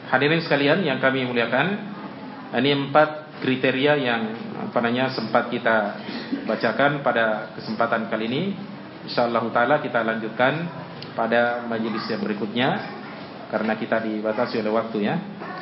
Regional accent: Tanrutedo, South Sulawesi, Indonesia; Seperti di kampung saya di Sidrap ya, kampung saya namanya Tanrutedo.

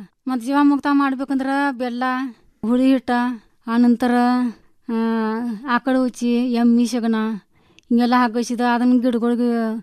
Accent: Ramahonnapur, Karnataka, India; ತಾಲೂಕಾ ಆಳವಾಡ್ರಿ, ಜಿಲ್ಲಾ ಧಾರವಾಡ, ಮುಕಾಂ ಪೋಸ್ಟ್ ರಾಮಹೊನ್ನಪುರ್ರಿ.

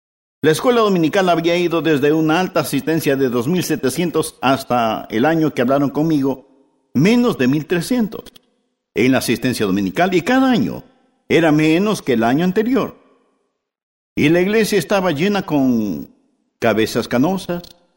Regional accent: West Palm Beach, Florida, United States; yo soy de la Florida. Yo nací en la Florida. Crecí en la Florida y quería, cuando muriera, morir en la Florida.

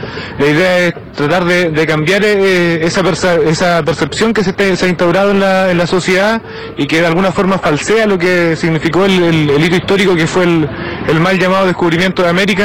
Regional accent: Nueva Imperial, Araucanía, Chile; Yo soy de Nueva Imperial, vengo del territorio que es una comunidad que se llama Huincul, bajo de ese lugar.

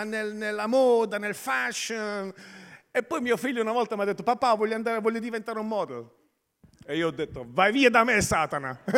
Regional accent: Taranto, Apulia, Italy; sono di Taranto e sono cresciuto con l'italiano. Mia madre è francese, mia moglie è inglese, i miei figli sono nati in Austria.

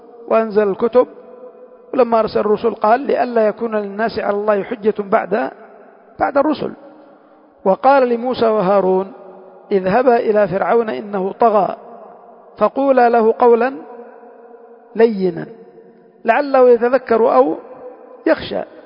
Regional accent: Yemen; بعض المسجونين عندنا في اليمن

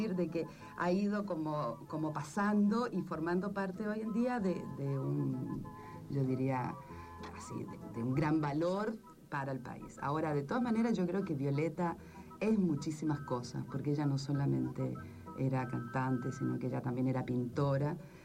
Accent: Rosario, Santa Fe, Argentina; also born or lived in Spain; now in Chile; Yo soy de Rosario, soy argentina, fui a España hace ya lejos y hace tiempo, o sea, hace más de 20 años

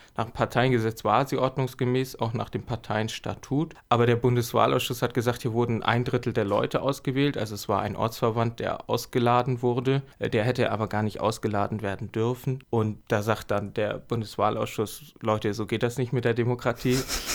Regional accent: Flensburg, Schleswig-Holstein, Germany; Ich komme aus Flensburg eigentlich.

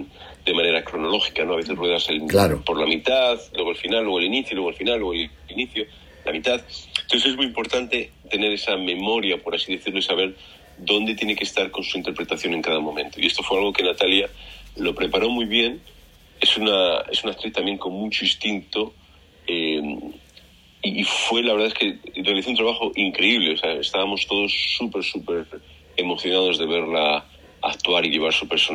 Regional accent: Madrid, Community of Madrid, Spain; also born or lived in Barcelona; Pues mira, yo soy de Madrid, pero viví en Barcelona un par de años

